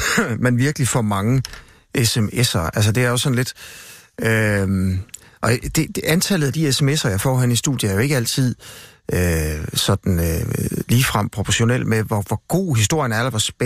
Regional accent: Jutland, Denmark; Jamen, jeg er da også jyde.

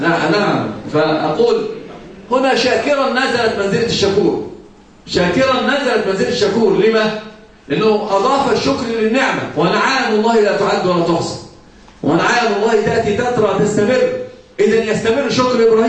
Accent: Egypt; عندنا في مصر مثلا يقال: كالهرة تأكل وتنكر.

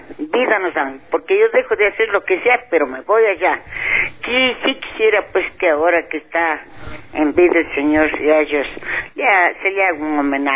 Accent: Ecuador; esas preciosas letras hacia nosotros como ecuatorianos y como de la tercera edad

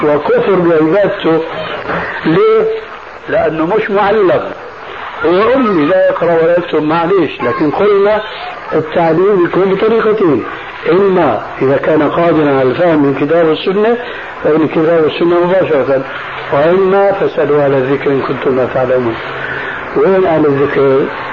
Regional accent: Levant, Syria; ونحن عندنا في الشام

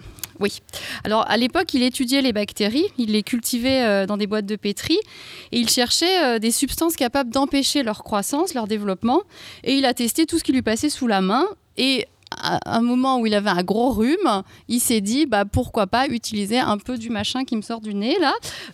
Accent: Grand Est, France; Fallait que je le dise parce que je viens d'Alsace

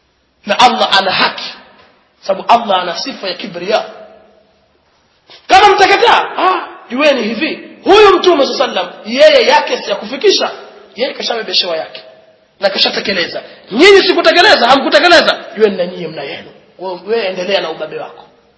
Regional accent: Pangani, Tanga Region, Tanzania; Sisi tumekulia kule kwetu liko kuna baraka. Samaki wenda hapo tu waje na chombo kimejaa masamaki. Leo si mchezo. Nazi ilikuwa hivi, watu kutoka Mombasa walipata nazi Pangani.

